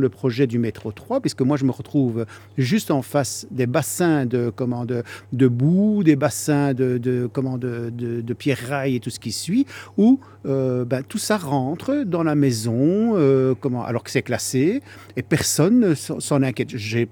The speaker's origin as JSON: {"language": "French", "region": "Brussels", "country": "Belgium", "tie": "born or raised there", "said": "je suis un Marolien, puisque je suis né dans les Marolles."}